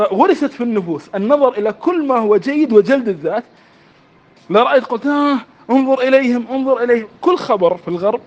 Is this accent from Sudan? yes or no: no; Kuwait; يعني حتى قبل مدة مثلاً عندنا في الكويت اللعبة الديمقراطية